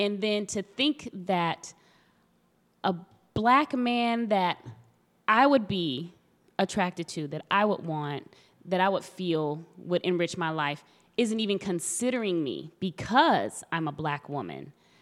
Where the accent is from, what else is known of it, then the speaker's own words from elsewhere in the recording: Texas, United States; because I'm from Texas, and University of Texas was really big with the affirmative action lawsuits